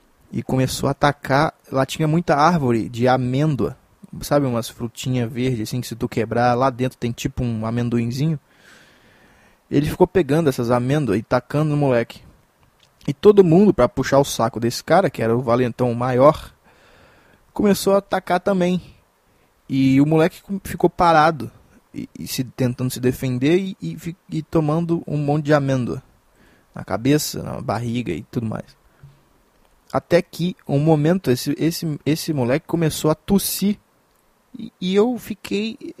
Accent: Minas Gerais, Brazil; eu sou de Minas Gerais

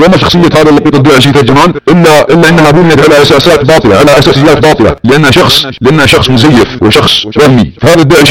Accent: Saudi Arabia; بلادنا السعودية وحكامنا آل سعود

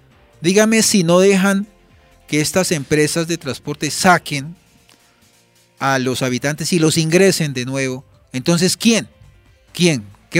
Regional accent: Soacha, Cundinamarca, Colombia; Yo soy aquí de Soacha, defiendo Soacha

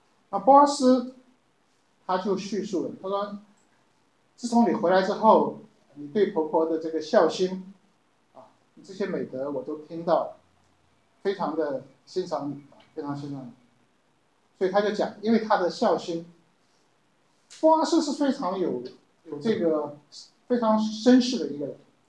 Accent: Taipei, Taiwan; 我记得我们小时候也住在这个附近啊，南机场这边，我们在眷村里头。

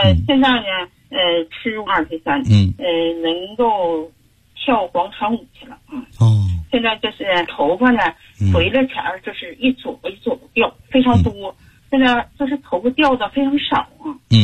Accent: Heilongjiang, China; 我们黑龙江那边呢，气候一变化

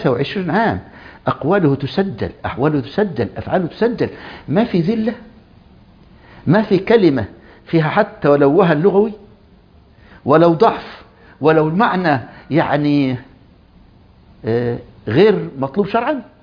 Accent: Egypt; بل كان عندنا في مصر

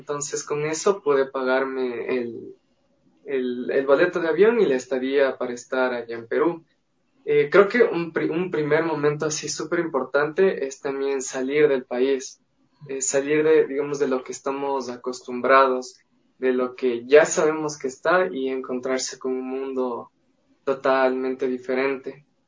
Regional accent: Cuba; supongo que como cubano, así soy muy vivo

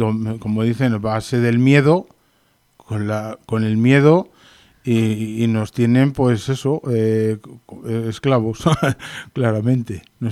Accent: Las Navas del Marqués, Castile and León, Spain; now in Sierra Norte de Madrid, Spain; y que es de las Navas del Marqués Ávila, con mucho orgullo, porque bueno, pues me encanta mi tierra, me encanta mi gente. Por circunstancias llevo aquí 5 años ya, 6 años en la Sierra Norte de Madrid.

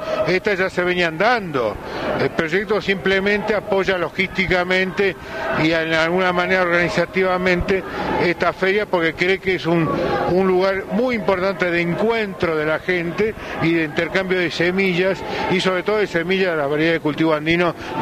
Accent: Tucumán, Argentina; Yo, si bien soy tucumano, algunos me podrán decir que soy indígena o no, pero soy tucumano.

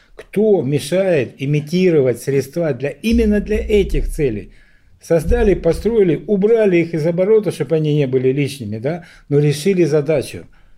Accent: Donbas, Ukraine; Вот я говорил уже, что я сам с Донбасса, да.

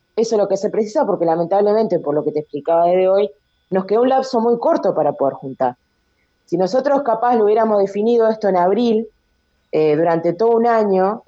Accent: Uruguay; como todo uruguayo sabemos que en los últimos 2 meses es cuando van a aparecer todas las firmas

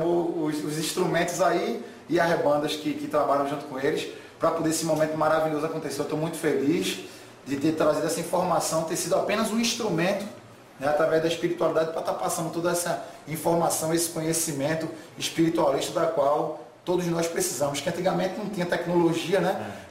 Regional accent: Recife, Pernambuco, Brazil; Nascido e criado, 36 anos, e nascido e criado aqui em Recife, né? Nessa parte do Nordeste brasileiro

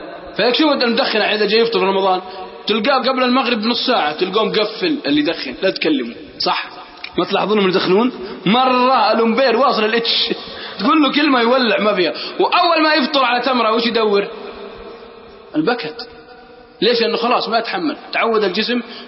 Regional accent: Al-Qassim, Saudi Arabia; والله أني أعرف ناس عندنا في القصيم

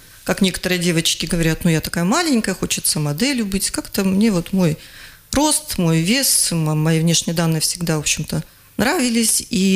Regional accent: Chita, Zabaykalsky Krai, Russia; born there; Нет, я родилась в Забайкалье, город Чита.

